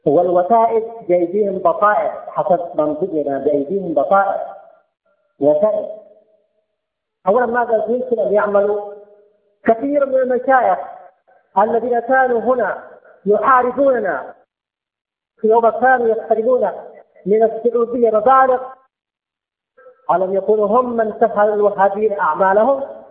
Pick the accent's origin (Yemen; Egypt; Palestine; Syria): Yemen; نحن يمنيين وهم سعوديين